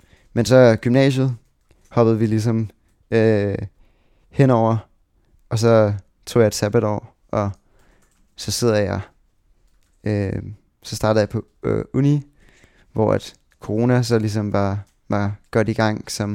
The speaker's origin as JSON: {"language": "Danish", "town": "Tårnby", "region": "Capital Region of Denmark", "country": "Denmark", "tie": "born or raised there", "also_born_or_lived": "Sweden / Dragør", "said": "jeg voksede op i på Amager faktisk, eller sådan, ja, vi startede med at bo i sådan Tårnby, og så tog vi faktisk til Sverige efter det første år, og så boede jeg i Sverige i 2 år"}